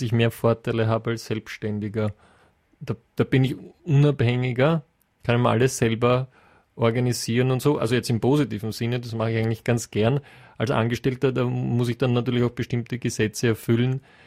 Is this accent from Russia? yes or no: no; United Kingdom; German is a second language; Das sind natürlich schon sprachliche Feinheiten, die ich als Brite, wo ich zweimal drüber nachdenken muss, Radetzky.